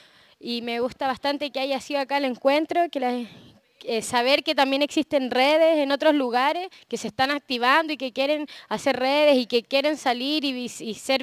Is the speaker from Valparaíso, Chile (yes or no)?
yes; Valparaíso, Chile; Santiago, Valparaíso, yo soy de Valparaíso